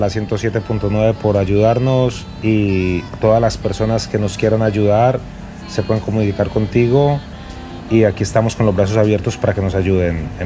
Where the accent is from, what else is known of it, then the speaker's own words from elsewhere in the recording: Colombia; saben que soy colombiano